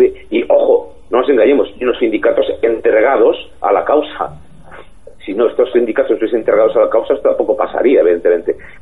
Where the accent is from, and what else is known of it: Spain